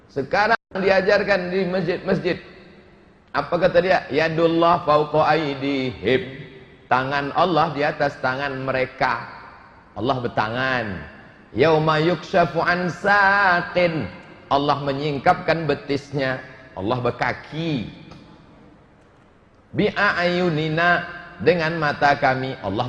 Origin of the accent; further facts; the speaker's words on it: Pekanbaru, Riau, Indonesia; Asal Kanbaru Riau